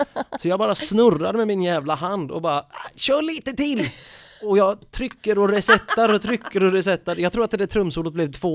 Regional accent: Jutland, Denmark; Man kan inte snacka så mycket danska, men jag förstår danska. Jag är från Jylland.

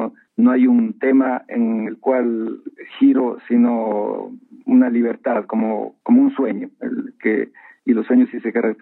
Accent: Loja, Ecuador; also born or lived in Quito / Netherlands; Y luego, bueno, salí de Loja hacia Quito. Ahí estuve un tiempo en un taller de cerámica, y luego regresé a Loja y de ahí hubo una oportunidad de hacer un viaje hacia Holanda

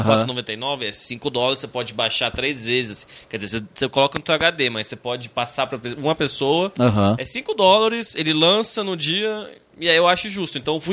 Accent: Brazil; accent: Nordestino; É que brasileiro em si tem um sotaque quase neutro, mas a gente fala... Oxi! A gente fala muito nordestino.

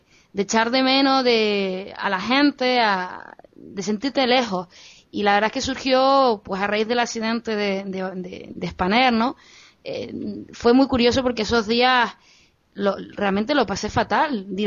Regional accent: Canary Islands, Spain; moved away; para la gente que vivimos fuera de las islas, que somos canarios, pero que vivimos fuera de las islas

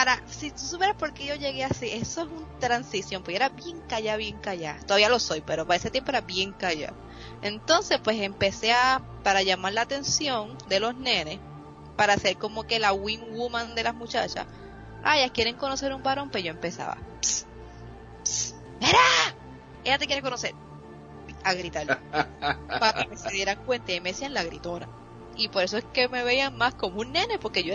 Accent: Bayamón, Puerto Rico; also born or lived in Guaynabo; yo me crié, bueno, puede decir que soy de Bayamón y Guaynabo.

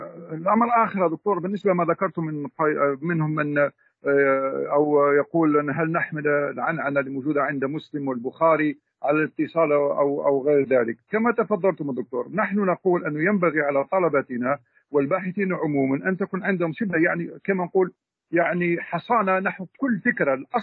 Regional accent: Algeria; هذا منشور عندنا في الجزائر

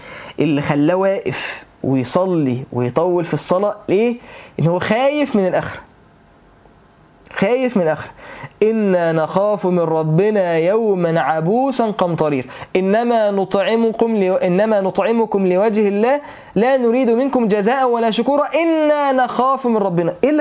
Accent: Mansoura, Dakahlia, Egypt; حضرت جنازه شباب في عندنا في المنصوره

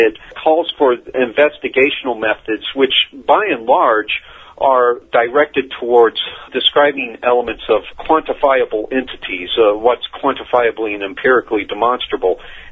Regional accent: Colorado, United States; really began when I was a kid growing up in Colorado. There was a big anti-authoritarian vibe there at the time

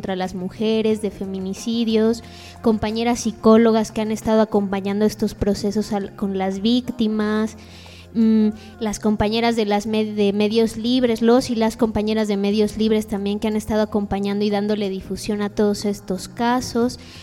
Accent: Mexico; ¿a qué tenemos acceso realmente como mexicanos o como miembros de un país?

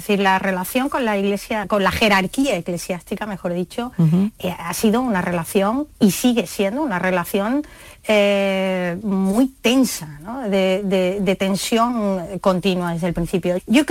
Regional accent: Málaga, Andalusia, Spain; la de una muy famosa en Málaga, ¿no? Que es mi tierra

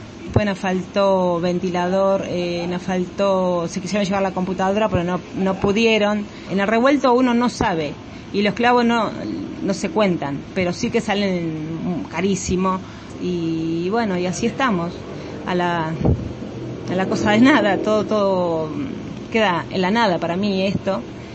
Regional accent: Cañuelas, Buenos Aires Province, Argentina; born there; yo soy nacida acá en Cañuelas, como mi socia también

